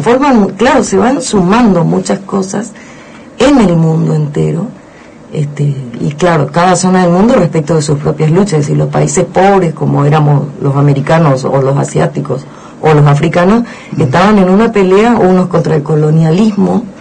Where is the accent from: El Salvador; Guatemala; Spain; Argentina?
Argentina; Posadas, Misiones; yo soy de acá, nacida y criada en Posadas, pero había estado estudiando en Córdoba